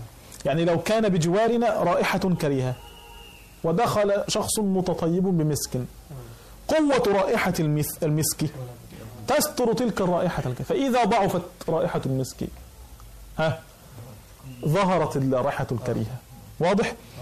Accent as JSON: {"language": "Arabic", "country": "Egypt", "said": "كان يوجد عندنا في مصر قديما"}